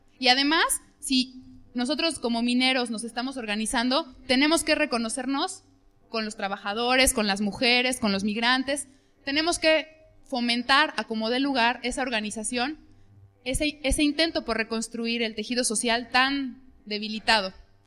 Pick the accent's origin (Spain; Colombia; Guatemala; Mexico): Mexico; Creemos que en los tratados de libre comercio está escrita la sentencia que como pueblo mexicano vivimos.